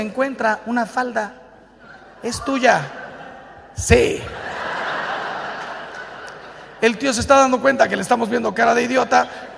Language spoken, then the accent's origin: Spanish; Mexico; En México, de donde yo soy